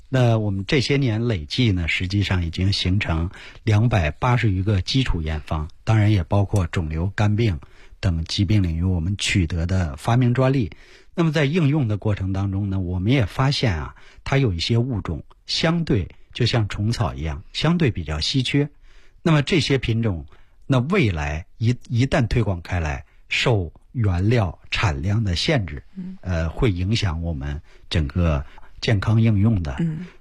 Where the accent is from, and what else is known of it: China